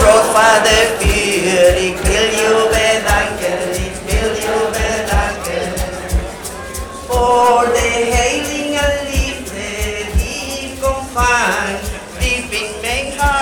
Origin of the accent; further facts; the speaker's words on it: Chile; English is a second language; I come from Chile. I am of mixed blood, Mapuche and Chilean